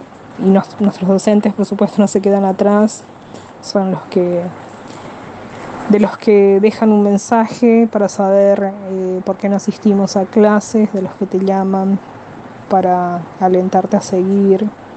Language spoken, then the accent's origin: Spanish; Paraguay; now in Buenos Aires, Argentina; Soy paraguaya, hace 22 años que vivo en Buenos Aires.